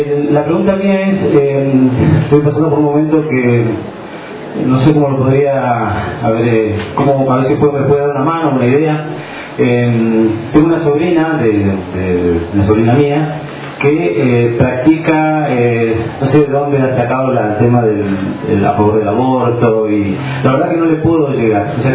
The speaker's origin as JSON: {"language": "Spanish", "region": "Neuquén", "country": "Argentina", "said": "nosotros somos de Neuquén"}